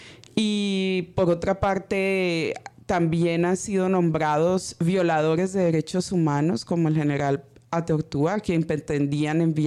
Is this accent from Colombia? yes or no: yes; La Guajira, Colombia; vengo de una región de Colombia que es La Guajira, en donde no se habla solamente de la vida, sino más bien del buen vivir